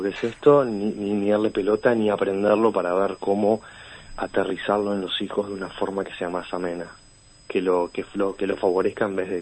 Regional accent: Montevideo, Uruguay; accent: Río de la Plata; tiene el tono de voz de acá, del Río de la Plata. O sea, que habla con no nuestro acento.

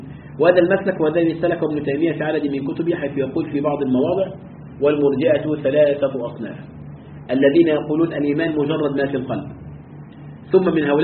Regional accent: Egypt; هناك جماعة كانت عندنا في مصر

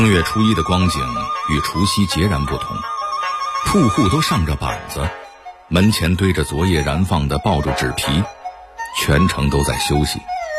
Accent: Beijing, China; 我从小就在北京长大啊，也经历了30多个春节啊，

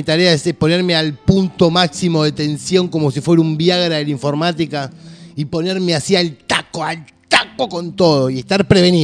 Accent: Buenos Aires, Argentina; Yo soy argentino, bien porteño. Mi familia, mi tatarabuelo, ¿no? Después de la Segunda Guerra Mundial, bueno, emigra de Alemania para este lado. Y bueno, ahí empieza

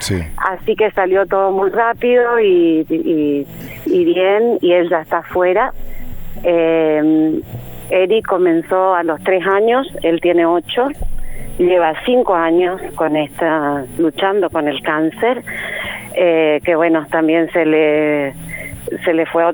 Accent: Posadas, Misiones, Argentina; now in Capilla del Señor, Argentina; ellos son de Misiones, Posadas, somos de Misiones.

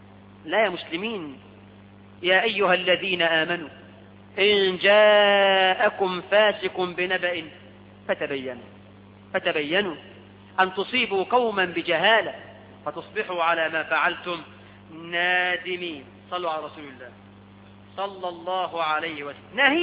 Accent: Egypt; احنا عندنا في مصر

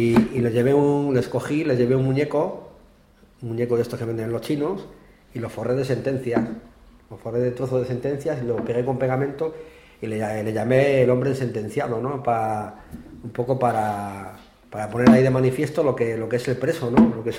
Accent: León, Castile and León, Spain; yo por ejemplo, que soy de León

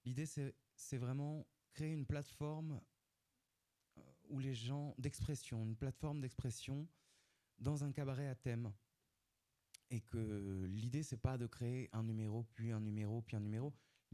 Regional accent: Occitanie, France; En Ariège, pourquoi pas. Moi, je viens d'Ariège.

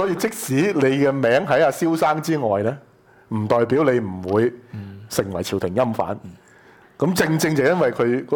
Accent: Hong Kong; 即係我哋香港人就傻更更啫，以為政治經濟分開啫

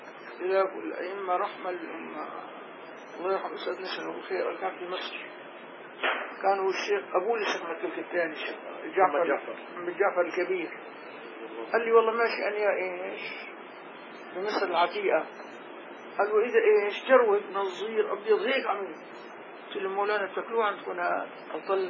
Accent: Damascus, Damascus Governorate, Syria; نحن عندنا هون كابر ملوك عندنا بدمشق

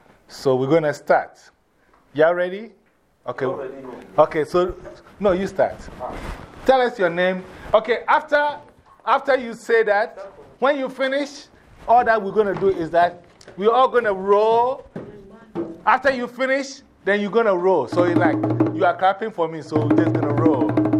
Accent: Ghana; I'm originally from Ghana, West Africa.

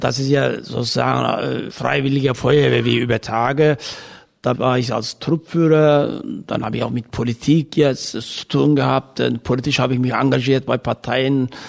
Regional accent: Turkey; Als Türke durfte man bei deutschen Meisterschaften nicht mehr teilnehmen.

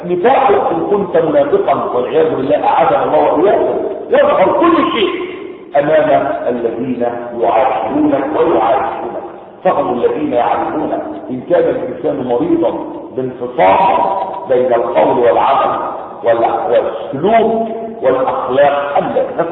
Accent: Egypt; زي ما العوام عندنا في مصر يقولون

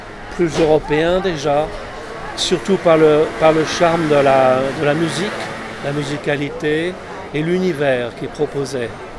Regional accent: Paris, Île-de-France, France; born there; Non, je suis né à Paris. Neuilly, c'est une banlieue proche. C'est une banlieue résidentielle, riche, de snob.

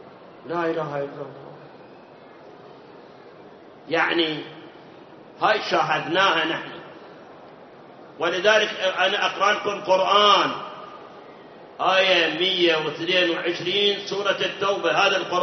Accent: Iraq; الآن عندنا بالعراق، أنا ما أعرف خارج العراق، عندنا بالعراق مناطق بالمئات صلاة ما يصلي

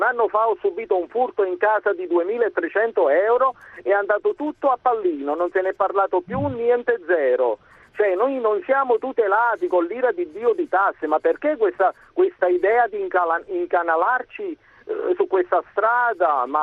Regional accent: Naples, Campania, Italy; Io chiamo da Napoli, sono napoletano e sono tassativamente contrario.

